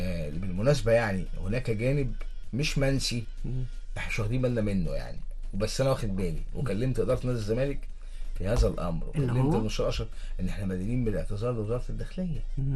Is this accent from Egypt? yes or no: yes; Egypt; عندنا في مصر نجوم كتير جدا دخلوا الملعب وخرجوا الملعب.